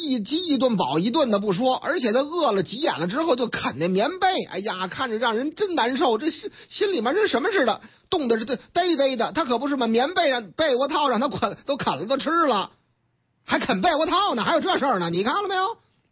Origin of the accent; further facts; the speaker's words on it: Northeast China, China; 这个得振兴咱老东北啊，是不是啊？俺老家呀。